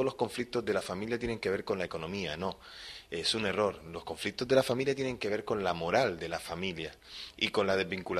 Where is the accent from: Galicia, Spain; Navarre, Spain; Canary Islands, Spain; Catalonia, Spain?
Canary Islands, Spain; estamos muy unidos a esta isla, a esta tierra, porque somos canarios, aunque estamos mucho tiempo ya afuera en la península, pero somos canarios.